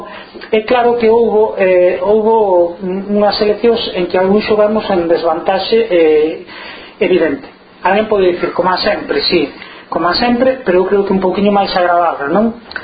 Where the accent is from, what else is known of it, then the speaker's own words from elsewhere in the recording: Galicia, Spain; asumir que Galicia é unha nación, que eu son galego e por tanto que entendo que a miña nación ten dereito a ser unha nación libre